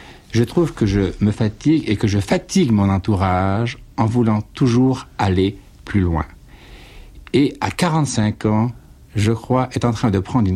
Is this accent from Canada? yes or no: no; Brittany, France; avec ce maillot dans ma valise pour rentrer chez moi en Bretagne